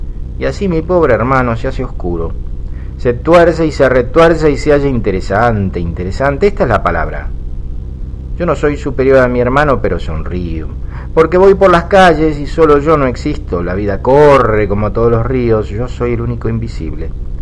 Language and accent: Spanish; Buenos Aires, Argentina; now in Mexico; proyectos como se hacen a veces en Buenos Aires, en mi país